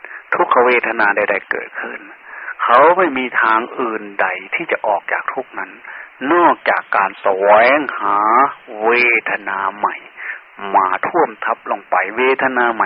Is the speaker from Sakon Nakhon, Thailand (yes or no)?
yes; Sakon Nakhon, Thailand; born there; เราเกิดมาในภาคอีสานเกิดมาโดยเลือดเนื้อเชื้อไขที่เมืองสกลนครเนี่ยอยู่ใกล้ๆแค่นี้